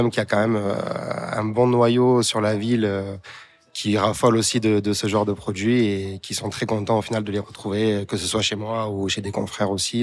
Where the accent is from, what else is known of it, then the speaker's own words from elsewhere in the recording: Marseille, Provence-Alpes-Côte d'Azur, France; en tant que Marseillais, je pense que voilà, en l'ayant pratiqué aussi plus jeune, forcément, on a ce lien naturel au vélodrome et à l'OM, bien sûr.